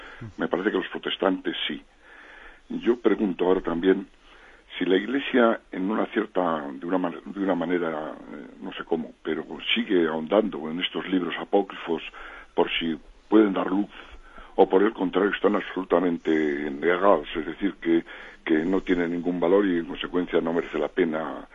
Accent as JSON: {"language": "Spanish", "town": "Bilbao", "region": "Basque Country", "country": "Spain", "said": "de Bilbao."}